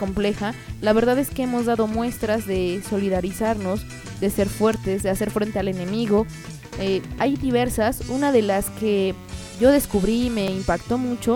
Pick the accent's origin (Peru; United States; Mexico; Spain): Mexico; Y sí, somos mexicanos que le estamos acá chingando